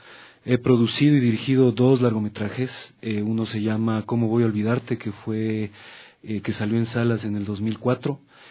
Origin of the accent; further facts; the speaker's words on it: Quito, Pichincha, Ecuador; yo soy quiteño de pura cepa. Nací y me he desarrollado aquí en esta zona. Y vengo de una familia tradicional quiteña. Tanto así que soy nieto